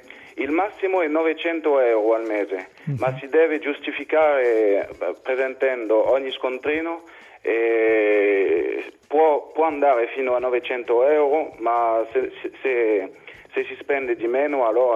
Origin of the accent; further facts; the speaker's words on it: Nice, Provence-Alpes-Côte d'Azur, France; Italian is a second language; Sì, esatto, io sono di Nizza.